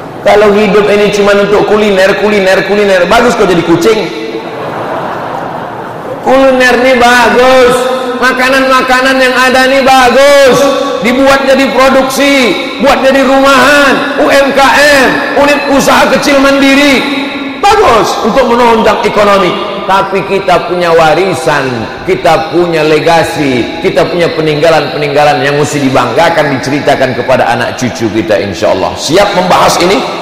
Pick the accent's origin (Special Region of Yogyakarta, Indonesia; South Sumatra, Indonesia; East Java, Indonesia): Special Region of Yogyakarta, Indonesia; Yogyakarta; Dah, kami orang Jogja.